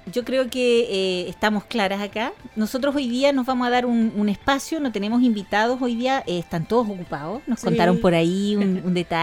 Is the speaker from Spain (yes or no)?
no; Chile; Y nosotros, como chilenos, sabemos las reservas que tenemos